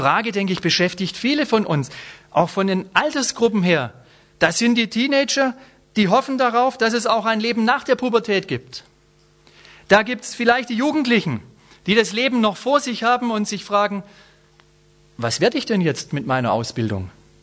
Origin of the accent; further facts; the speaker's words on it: Baden-Württemberg, Germany; Ich bin Schwabe, will nicht Franke werden. Bin's schon ein bisschen. Mein Vater ist gebürtiger Franke. Brauche ich gar nicht mehr werden, bin ich schon ein bisschen. Bin Schwabe, will nicht Bayer werden.